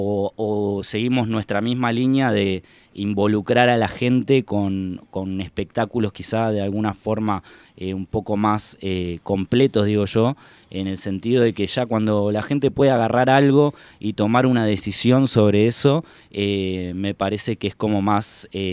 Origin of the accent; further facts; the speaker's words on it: Entre Ríos, Argentina; cuando vine acá de Entre Ríos, yo soy entrerriano, vine de Entre Ríos para acá